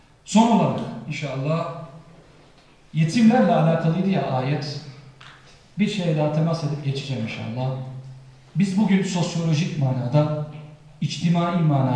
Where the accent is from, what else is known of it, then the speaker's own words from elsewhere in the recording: Konya, Turkey; Ve bizim yöreye ait yemekler yapıyor. Ben Konya'lıyım malum bildiğiniz üzere.